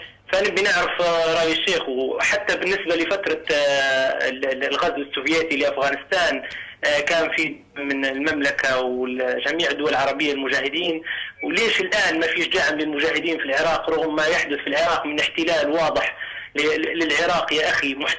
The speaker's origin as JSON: {"language": "Arabic", "country": "Libya", "said": "انا ليبي اصلي ليبي يعني"}